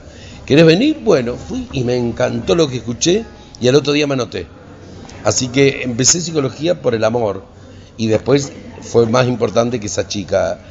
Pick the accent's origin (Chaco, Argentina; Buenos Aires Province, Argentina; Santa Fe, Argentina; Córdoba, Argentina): Chaco, Argentina; soy chaqueño y estudié psicología